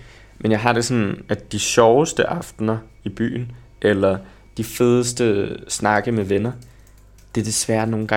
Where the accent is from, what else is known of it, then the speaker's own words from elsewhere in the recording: Copenhagen, Capital Region of Denmark, Denmark; Så jeg voksede op på Østerbro. Og der har jeg gået i folkeskole i 10 år.